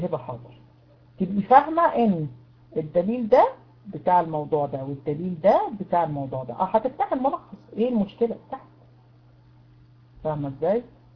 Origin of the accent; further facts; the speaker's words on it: Egypt; سكايب عندنا في مصر بقى بيقع